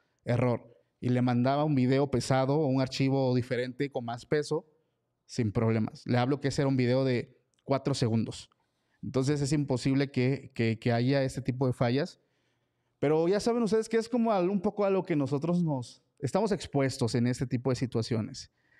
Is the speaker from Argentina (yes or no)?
no; Mexico; como buen mexicano, estábamos editando el capítulo del lunes